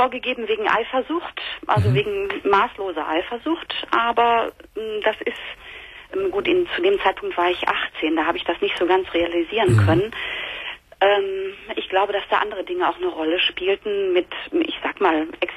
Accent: North Rhine-Westphalia, Germany; Und ich komme aus dem Ruhrgebiet.

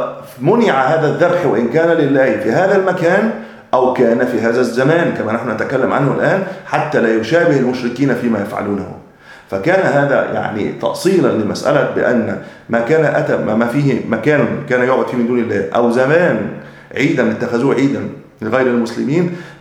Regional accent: Egypt; وأجل ما يكون عندنا في مصر شم النسيم

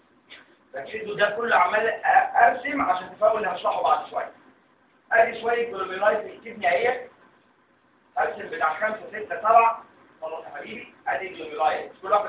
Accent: Egypt; لكن اشهر سبب للرينال فيلير عندنا في مصر هو ايه؟

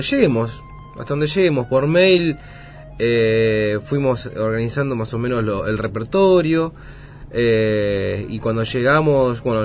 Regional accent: Monte Grande, Buenos Aires Province, Argentina; also born or lived in Lanús; Yo soy de Monte Grande. Nací en Lanús, pero me crié en Monte Grande. Mis viejos son del litoral, mi vieja de Misiones, mi viejo de Corrientes.

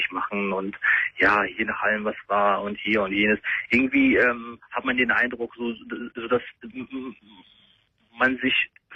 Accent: Germany; Moslem geboren, bin in Deutschland groß geworden.

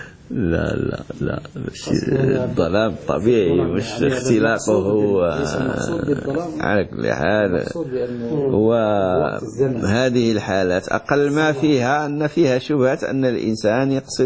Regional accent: Morocco; هذه قاعدة كما يقول عندنا في المغرب، زيد دقيق زيد الماء

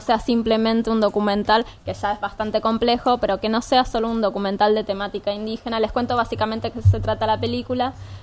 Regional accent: Avellaneda, Buenos Aires Province, Argentina; Soy de Avellaneda, no soy porteña.

